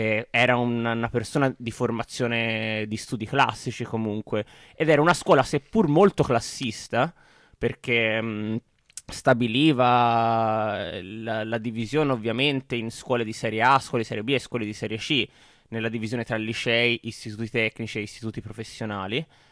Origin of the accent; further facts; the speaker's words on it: Prato, Tuscany, Italy; per dire sono cresciuto a Prato